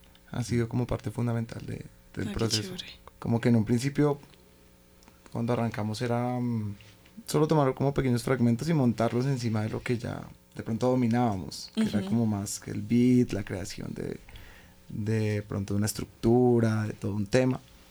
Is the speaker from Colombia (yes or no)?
yes; Fusagasugá, Cundinamarca, Colombia; now in Bogotá, Colombia; ya cuando como aterricé acá en Bogotá, porque no somos de acá, somos de Fusagasugá